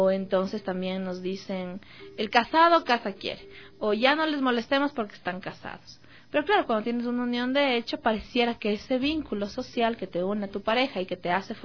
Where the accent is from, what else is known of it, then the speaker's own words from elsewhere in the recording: Ecuador; nosotros como ciudadanos ecuatorianos vivimos en una sociedad muy machista, muy patriarcal, muy heteronormada